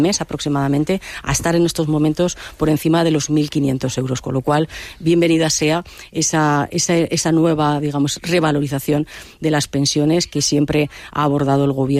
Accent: Aragon, Spain; la próxima presidenta de mi tierra, de Aragón

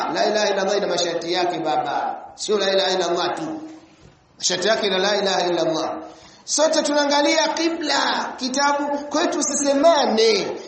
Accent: Mwanza, Tanzania; Kule kwetu kuna bwana mmoja anaitwa, kule Mwanza kuna bwana mmoja anaitwa

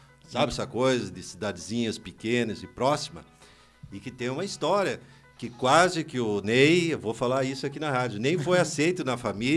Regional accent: Espumoso, Rio Grande do Sul, Brazil; porque nós somos conterrâneos. Eu também sou natural de Espumoso.

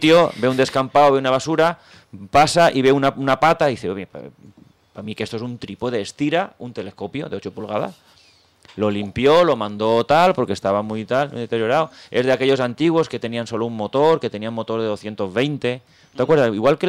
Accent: Balearic Islands, Spain; Pues nosotros somos de Mallorca

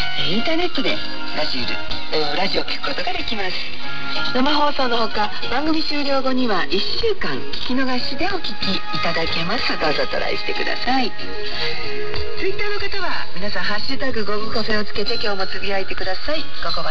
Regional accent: Ehime, Japan; 私は愛媛県の出身なので、いつも申し上げますが

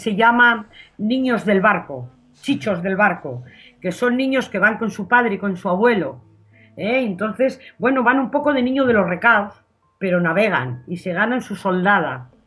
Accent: Laredo, Cantabria, Spain; lugar la hice pensando en Laredo, en mi infancia y en mi madre. Y entonces, aunque no nombra a mi pueblo Laredo, sí que está dentro. O sea, el que lo escucha sabe que yo me estoy refiriendo a mi lugar de infancia.

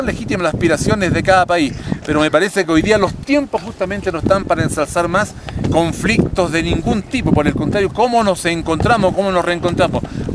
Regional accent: Calama, Antofagasta, Chile; Nosotros somos esta comuna de Calama, el norte de Chile.

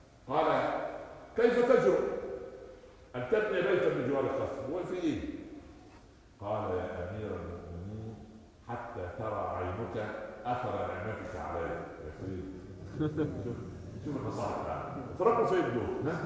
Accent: Upper Egypt, Egypt; عندنا في الصعيد

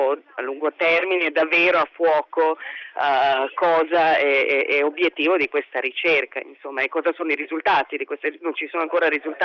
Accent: Belgrade, Serbia; now in Italy; Io sono di Belgrado, sono serba, sono di origine rom e vivo in Italia dal 99, sono cittadina italiana.

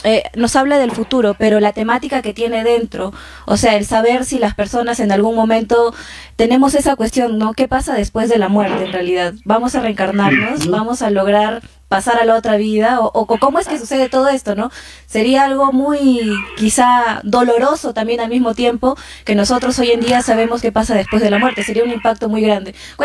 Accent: Laredo, La Libertad, Peru; now in Chachapoyas, Peru; yo también soy de Laredo, así que somos paisanos. Pero bueno, estoy por Chachapoyas.

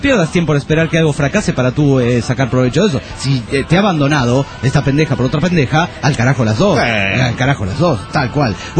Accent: Juliaca, Puno, Peru; de Juliaca, Perú.

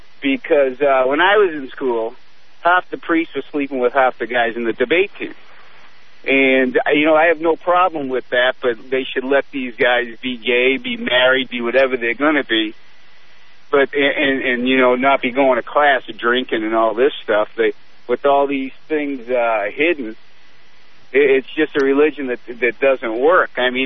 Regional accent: Boston, Massachusetts, United States; I grew up in Boston. Got taught by Jesuits on a hockey scholarship, and got taught by Jesuits for 12 years.

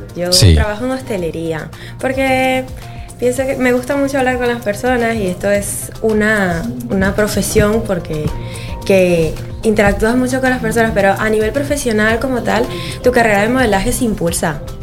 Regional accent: Venezuela; now in Spain; Sí. Yo soy de Venezuela, sí. Venezolana.

